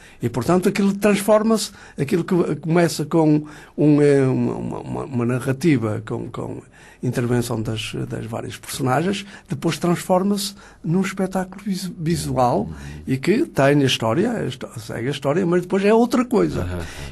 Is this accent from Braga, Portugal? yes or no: no; Avintes, Porto, Portugal; Sou natural de Vintes.